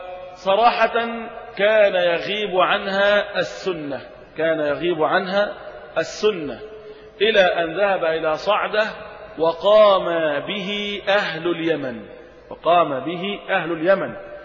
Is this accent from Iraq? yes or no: no; Egypt; يكفي أخرج لنا في بلدنا مصر من العلماء